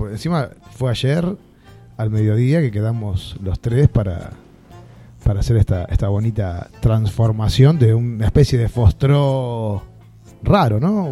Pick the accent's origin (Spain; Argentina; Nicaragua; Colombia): Argentina; Lanús, Buenos Aires Province; ese hermoso barrio, plateado por la luna, arrabalero, que me dio una infancia tan bonita, y se llama Lanús. Somos tantos de Lanús